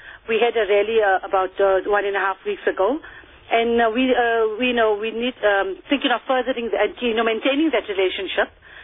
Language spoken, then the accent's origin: English; Kenya; So also that inspires us as a Kenyan